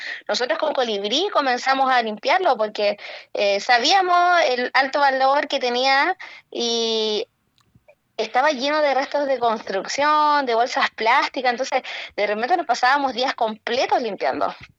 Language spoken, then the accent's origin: Spanish; Antofagasta, Chile; yo soy antofagastina, nacida, criada y malcriada, y desde muy chica mis veranos fueron en Tocopilla y fueron en Juan López.